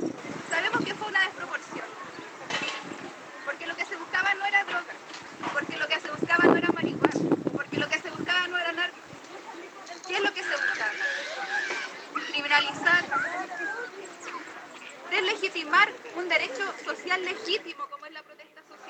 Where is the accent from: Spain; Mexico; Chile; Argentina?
Chile; yo igual soy chilena, como pueblo chileno